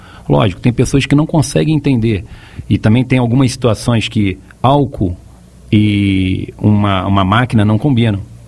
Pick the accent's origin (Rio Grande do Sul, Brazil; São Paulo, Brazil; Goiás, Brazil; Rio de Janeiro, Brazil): Rio de Janeiro, Brazil; Pelo meu sotaque, todos já sabem que eu não sou de Santa Catarina.